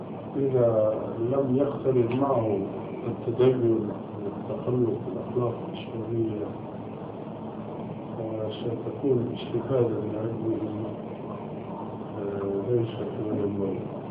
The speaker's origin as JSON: {"language": "Arabic", "country": "Syria", "lives_now": "Amman, Jordan", "said": "عندنا في عمان وهو أولا ألباني وسوري مثلي"}